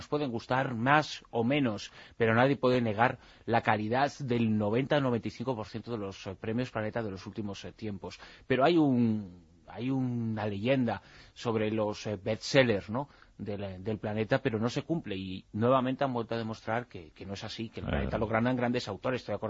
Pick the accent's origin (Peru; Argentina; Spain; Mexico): Spain; Galicia; Es que soy gallego.